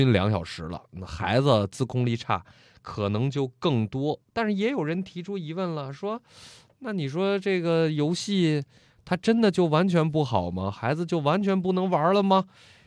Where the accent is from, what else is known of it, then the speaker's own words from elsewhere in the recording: China; 还是我们中国人讲的叫什么适度，一切东西适度就好，对吧？